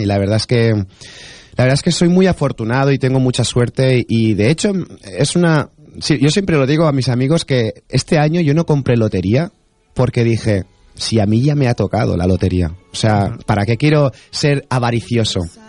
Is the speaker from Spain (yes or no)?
yes; Valencian Community, Spain; Cuando hablo de que soy español, de valenciano, siempre tienen en la memoria